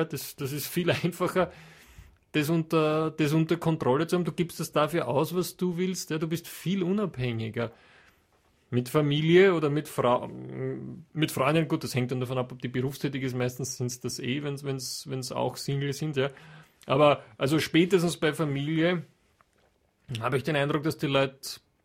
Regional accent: Austria; bei uns in Österreich

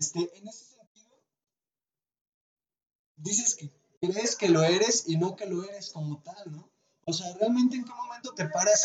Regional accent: Jalisco, Mexico; soy de Jalisco y me gustan las chivas y el tequila

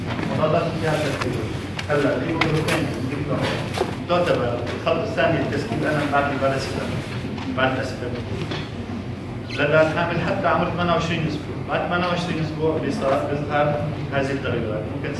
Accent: Syria; الحشيش عندنا بسوريا ما هو مشرع

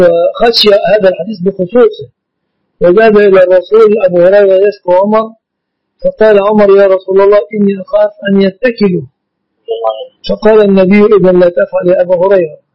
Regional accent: Egypt; في بلادنا مصر.

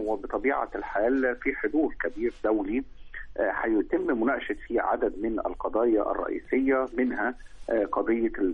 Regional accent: Egypt; عندنا في مصر

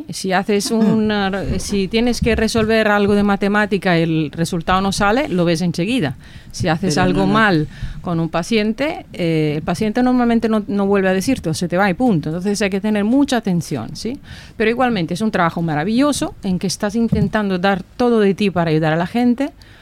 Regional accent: Campania, Italy; Spanish is a second language; also born or lived in Tuscany; yo soy italiana, me estudié cerca de mi ciudad, estudié en Nápoles, luego me fui a especializar en la Toscana, en Pisa

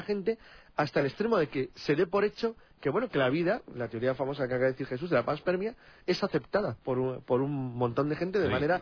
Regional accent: Spain; Me llama mucha atención quizás porque soy español o europeo, y aquí el fenómeno chupacabras no existe.

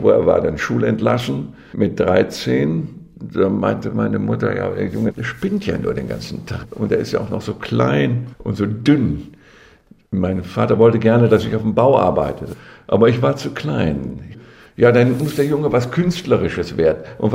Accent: North Rhine-Westphalia, Germany; now in Kassel, Germany; Ich bin gebürtiger Ostwestfale aus der Bielefelder Gegend, vom Lande. Ich entstamme dem Landproletariat.

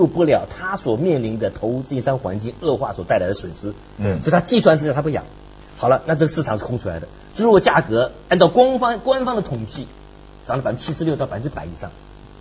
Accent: China; 那是我们中国人从未经历过的

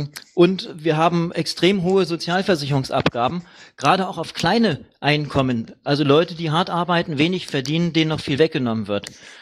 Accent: Krefeld, North Rhine-Westphalia, Germany; born there; moved away as an adult; now in Leipzig, Germany; Ich bin 42 Jahre alt, in Krefeld geboren und bin vor 17 Jahren nach Leipzig gekommen.

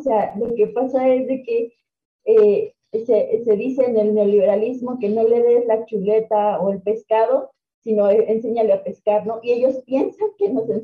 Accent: Mexico; en mi país, hemos visto crisis tras crisis tras crisis tras crisis y no hemos salido y no hemos conocido otra cosa más que crisis. Entonces, y neoliberalismo, porque desde los 80s y 90s en México se ha instaurado una idea

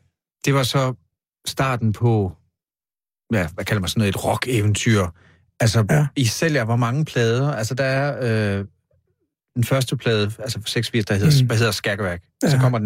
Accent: Kolding, Region of Southern Denmark, Denmark; fordi jeg er også fra Koldingegnen.

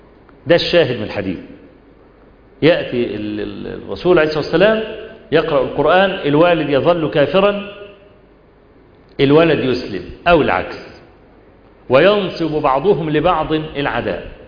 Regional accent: Egypt; أيام زمان في بداية الصحوة عندنا في مصر

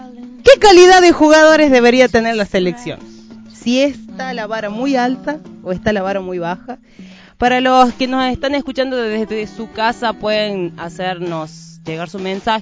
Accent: Argentina; se habrán sentido muy indignados, como nosotros, como argentinos.

